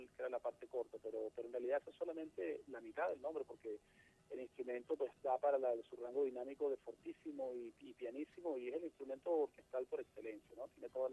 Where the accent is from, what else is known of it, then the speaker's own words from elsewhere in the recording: Mérida, Venezuela; pasamos por Mérida, por mi ciudad natal.